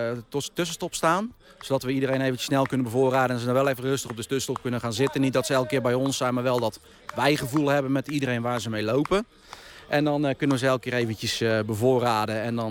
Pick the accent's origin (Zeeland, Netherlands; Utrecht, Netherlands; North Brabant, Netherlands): North Brabant, Netherlands; Breda; nu hebben we komen allemaal uit Breda en omgeving.